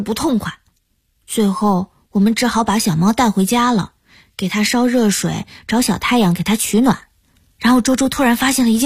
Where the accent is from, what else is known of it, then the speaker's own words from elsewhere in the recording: Sichuan, China; 我老家在四川，在四川话里形容这种瞎折腾叫板命